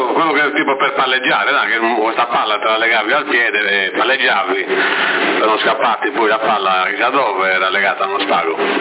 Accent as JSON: {"language": "Italian", "town": "Sassari", "region": "Sardinia", "country": "Italy", "tie": "born or raised there", "said": "Io sono cresciuto in campagna, a Sassari sono arrivato già da quando ho iniziato a studiare."}